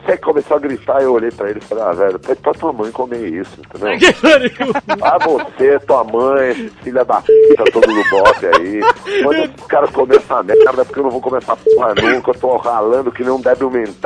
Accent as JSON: {"language": "Portuguese", "country": "Italy", "said": "Comeu, vim da Itália, cara, como bem, entendeu?"}